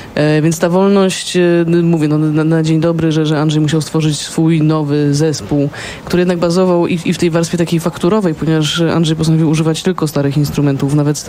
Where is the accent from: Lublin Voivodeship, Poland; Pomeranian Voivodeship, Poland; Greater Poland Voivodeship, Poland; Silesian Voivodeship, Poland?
Greater Poland Voivodeship, Poland; Poznań; bo ja rzeczywiście jestem z Poznania, z Poznaniem bardzo, bardzo związana. Urodziłam się tutaj, cała moja rodzina stąd pochodzi prawie.